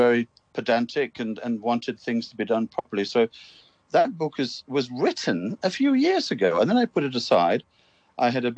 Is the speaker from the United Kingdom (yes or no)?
no; Hong Kong; all of us, I think, who were born and brought up in Hong Kong remember smells, you know, especially duck farms.